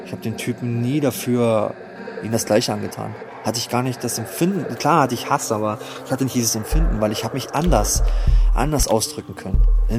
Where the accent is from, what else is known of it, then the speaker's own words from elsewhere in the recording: Germany; Ich bin aus Deutschland, ich will bei dir Platten bestellen. Unsere ganzen Kumpels in unserer Stadt wollen diese Platten.